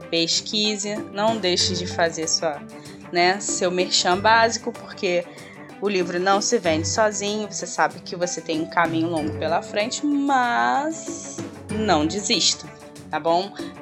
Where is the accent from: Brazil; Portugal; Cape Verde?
Brazil; eu não fui descoberta porque eu sou do Brasil.